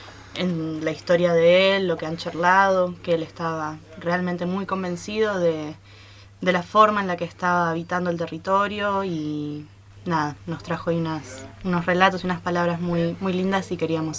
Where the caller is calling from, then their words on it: Córdoba, Argentina; de Córdoba.